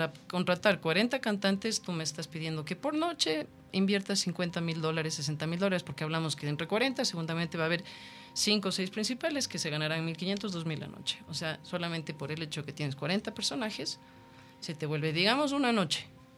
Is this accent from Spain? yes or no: no; Ecuador; porque yo soy muy ecuatoriana